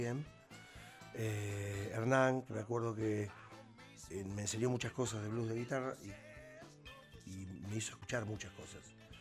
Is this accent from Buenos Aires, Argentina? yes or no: yes; Buenos Aires, Argentina; born there; yo era cadete en la avenida Córdoba y Talcahuano. Yo nací en ese barrio, aparte. Nací en Paraguay Libertad.